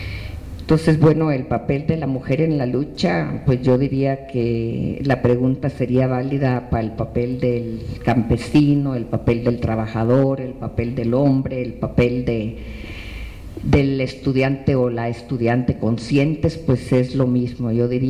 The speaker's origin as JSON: {"language": "Spanish", "country": "Guatemala", "moved": "yes", "lives_now": "Mexico", "said": "los que siendo guatemaltecos tuvimos que llegar en algún momento a México como única posibilidad de salvar la vida"}